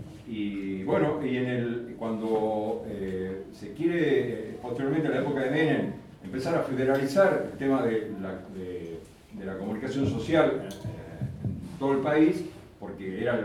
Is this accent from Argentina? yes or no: yes; Salta, Argentina; Yo soy de Salta